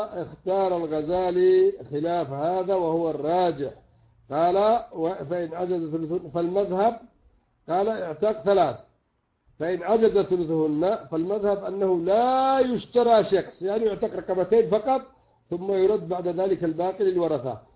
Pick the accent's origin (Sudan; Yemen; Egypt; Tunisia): Yemen; وعندنا في اليمن مثلا على الحمار فقط